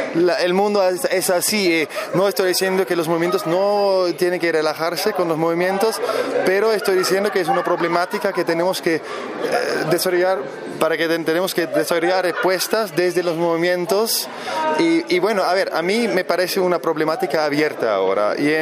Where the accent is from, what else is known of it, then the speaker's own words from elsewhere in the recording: Germany; Spanish is a second language; soy de Alemania